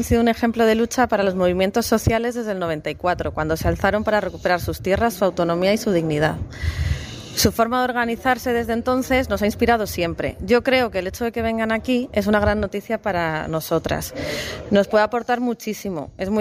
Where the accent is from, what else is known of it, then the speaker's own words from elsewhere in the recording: Basque Country, Spain; vengo de Euskal Herria, de Lumaltik.